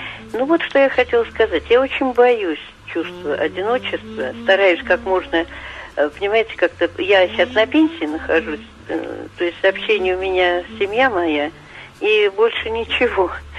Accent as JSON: {"language": "Russian", "region": "Moscow", "country": "Russia", "tie": "born or raised there", "said": "я жила в коммуналке, много лет я коренная москвичка."}